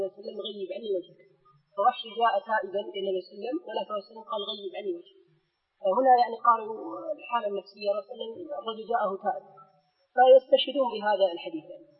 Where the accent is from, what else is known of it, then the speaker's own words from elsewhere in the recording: Kuwait; يعني عندنا في الكويت بين مجموعة الشباب